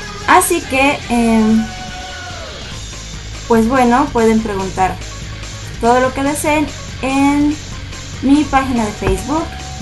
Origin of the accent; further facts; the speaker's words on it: Mexico; Soy de México, vivo en el Distrito Federal.